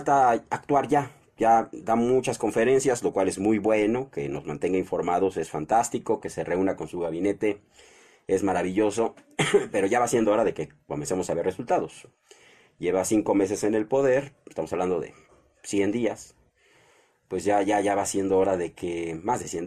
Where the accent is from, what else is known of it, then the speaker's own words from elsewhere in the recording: Mexico; Como mexicano es lo que más me conviene hacer, apoyar al presidente actual para que el país salga adelante.